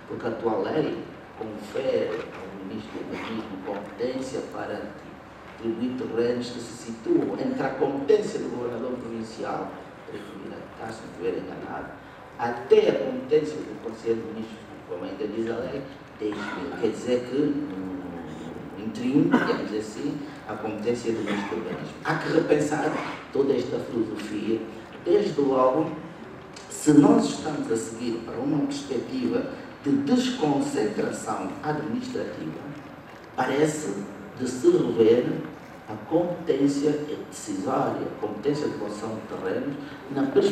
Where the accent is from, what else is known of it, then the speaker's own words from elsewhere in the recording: Luanda, Angola; born there; só para dar o exemplo de Luanda, não sei até, pelo menos até 2 meses, o município onde nasci e não tinha sequer um engenheiro